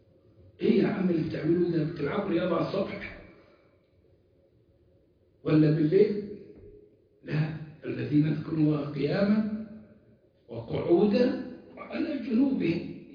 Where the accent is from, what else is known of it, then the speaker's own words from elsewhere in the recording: Egypt; كنت فاكر اني عندنا في مصر